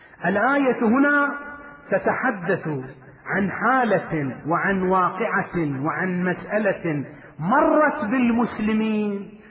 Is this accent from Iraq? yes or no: yes; Iraq; وبلاؤنا نحن أبناء العراق